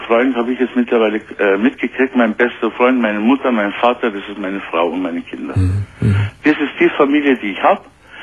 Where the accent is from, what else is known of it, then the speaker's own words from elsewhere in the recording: Turkey; moved away; ich bin im Heim aufgewachsen, ich komme aus der Türkei, meine Mama hat mich hergeholt im Heim.